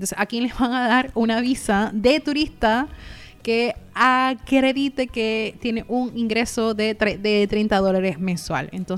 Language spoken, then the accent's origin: Spanish; Venezuela; Y yo, bueno, como venezolana